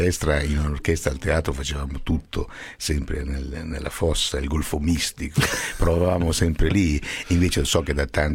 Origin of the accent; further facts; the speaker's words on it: Abruzzo, Italy; isola abruzzese, nella mia terra